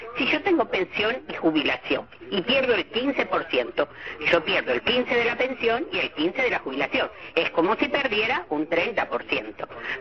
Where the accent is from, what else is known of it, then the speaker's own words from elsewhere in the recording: Lanús, Buenos Aires Province, Argentina; soy de Lanús.